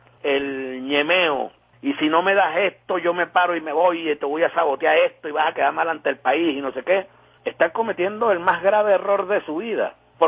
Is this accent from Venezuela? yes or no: yes; Venezuela; el mal crónico que más nos afecta a nosotros como venezolanas y venezolanos hoy en día